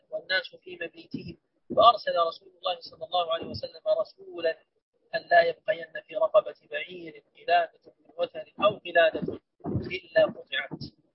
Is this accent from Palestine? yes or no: no; Sudan; يقولون عندنا في السودان ضامن 5 و10